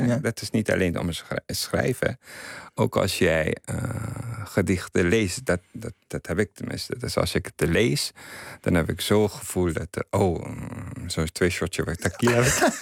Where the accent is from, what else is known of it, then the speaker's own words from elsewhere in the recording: Afghanistan; Dutch is a second language; now in Netherlands; voor mensen daar, ik ben verwisterd. En voor hier, ik ben toch Afghaan.